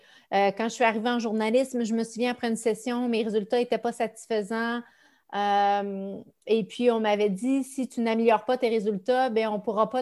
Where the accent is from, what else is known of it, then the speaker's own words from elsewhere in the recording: Saint-Dominique-du-Rosaire, Quebec, Canada; je viens d'un petit village de Saint-Dominique-du-Rosaire qui est dans... Pour ceux qui ne connaissent pas, c'est très, très, très loin. Là. C'est juste avant de prendre la route pour la Baie-James.